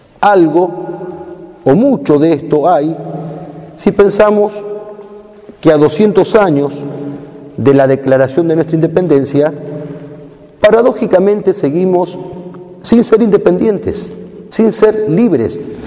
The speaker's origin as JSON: {"language": "Spanish", "country": "Argentina", "said": "Cabe preguntarnos si como argentinos amamos a esta tierra de plata"}